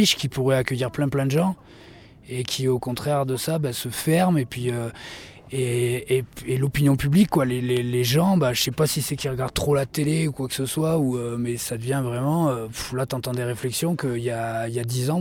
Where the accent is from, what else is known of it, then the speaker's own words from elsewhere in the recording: France; parce que nous, encore une fois, on est français, donc on a la facilité d'être nomade